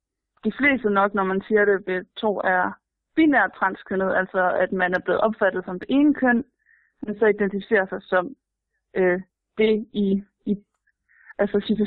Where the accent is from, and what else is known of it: Aarhus, Central Denmark Region, Denmark